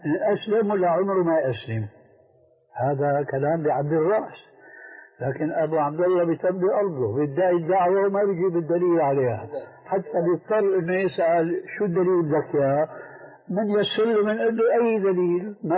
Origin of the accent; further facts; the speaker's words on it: Syria; في بنطلون عندنا في الشام مضى عليه زمن